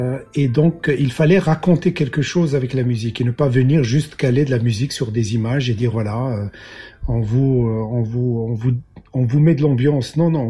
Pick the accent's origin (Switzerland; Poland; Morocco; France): Morocco; moved away as an adult; now in Belgium; Je suis né au Maroc, j'ai grandi au Maroc, j'ai eu mon baccalauréat au Maroc, je suis venu faire mes études en Belgique.